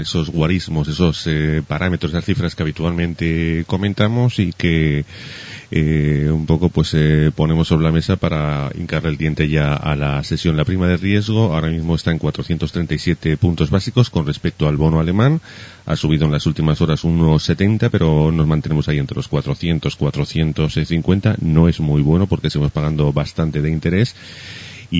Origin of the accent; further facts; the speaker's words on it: Spain; los que somos españoles ya estamos acostumbrados al surrealismo que preside este país habitualmente desde tiempos inmemoriales